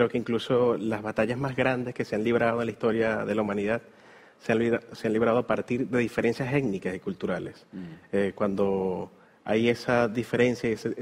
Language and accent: Spanish; Venezuela; now in Chile; vengo de la parte más norte de Sudamérica, prácticamente. Vengo de Venezuela. Uh-huh. Hace poco más de un año llegamos acá a Chile